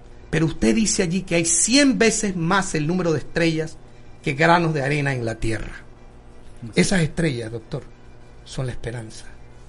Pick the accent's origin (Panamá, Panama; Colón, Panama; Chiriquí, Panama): Chiriquí, Panama; Tolé; por supuesto, yo soy un hombre de Tolé